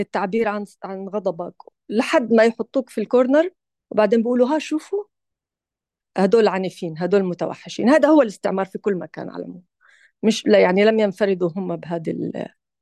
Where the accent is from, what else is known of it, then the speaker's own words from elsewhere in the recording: Gaza, Gaza Strip, Palestine; كوني أنا نفسي من غزة يعني، أو يعني أصلي من غزة ولي لا زال هناك أحباب